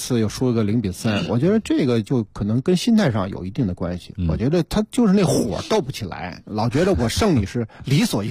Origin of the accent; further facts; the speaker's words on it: Beijing, China; 咱们是北京人